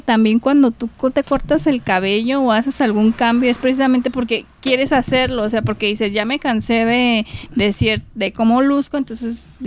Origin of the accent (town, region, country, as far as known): Michoacán, Mexico; born or raised there; also born or lived in Puebla / Guadalajara